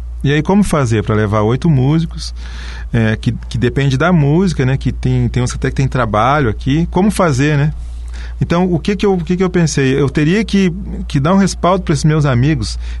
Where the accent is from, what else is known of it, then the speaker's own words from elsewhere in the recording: Porto Alegre, Rio Grande do Sul, Brazil; now in Foz do Iguaçu, Brazil; A minha cidade natal, Porto Alegre, tem problemas e muitos.